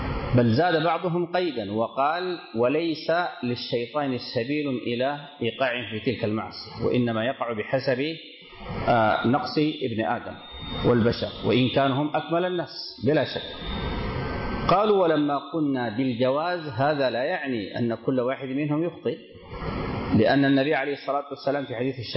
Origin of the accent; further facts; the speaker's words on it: Sudan; كما يعبر واحد من الدكاترة عندنا في السودان